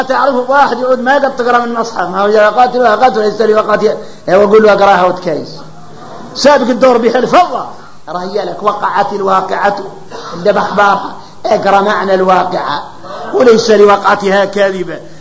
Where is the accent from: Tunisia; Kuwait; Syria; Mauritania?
Mauritania; احنا موريتاني